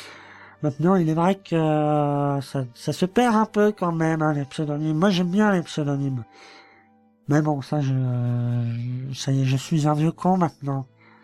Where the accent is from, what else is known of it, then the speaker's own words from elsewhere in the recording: France; je suis français, donc j'habite en Lorraine, plus précisément en Moselle, plus précisément encore, dans une ville près de Thionville dont le nom se termine par Ange.